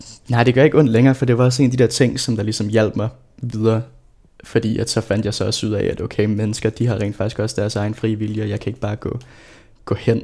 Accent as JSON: {"language": "Danish", "town": "Rødovre", "region": "Capital Region of Denmark", "country": "Denmark", "tie": "born or raised there", "said": "Jeg voksede op i Rødovre"}